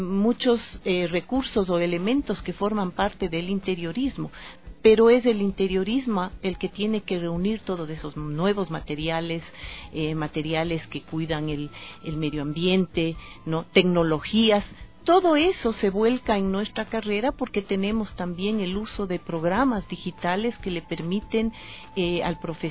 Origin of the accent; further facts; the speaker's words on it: Ecuador; cuando yo me gradué en los Estados Unidos y regresé a ejercer en mi país, Ecuador